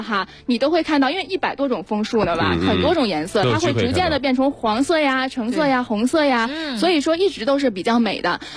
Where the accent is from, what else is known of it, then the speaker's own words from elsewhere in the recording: Beijing, China; 就因为我是北京的哈，我就从来没有太感受过这种氛围。